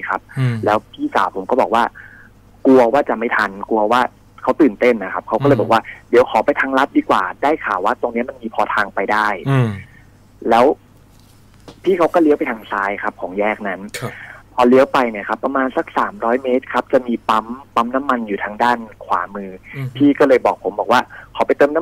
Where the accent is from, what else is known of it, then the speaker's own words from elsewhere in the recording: Bangkok, Thailand; เราก็เป็นคนกรุงเทพ